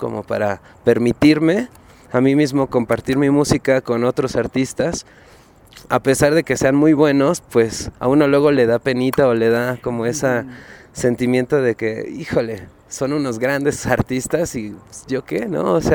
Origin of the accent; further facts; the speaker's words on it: Mexico; a pesar de que somos mexicanos, pero de distintos estados